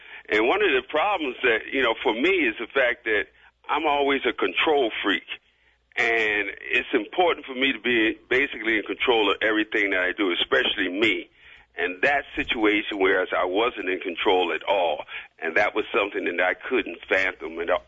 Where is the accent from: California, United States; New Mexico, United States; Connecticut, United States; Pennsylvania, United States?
Pennsylvania, United States; Philadelphia; as we grew up in Philadelphia, you know, Philadelphia was a cool town.